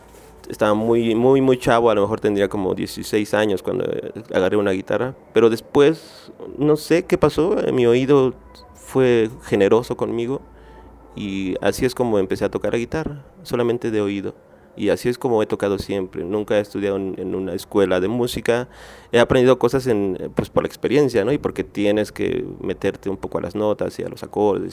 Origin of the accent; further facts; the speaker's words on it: State of Mexico, Mexico; yo soy de Nesa, ¿no? O sea, yo ahí nací, ahí crecí, ahí me hice, ahí aprendí a tocar la guitarra